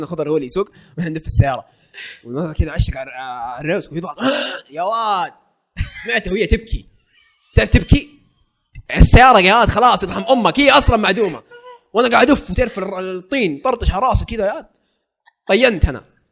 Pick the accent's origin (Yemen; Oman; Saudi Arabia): Saudi Arabia; Jeddah, Makkah Province; يا عمي احنا من جده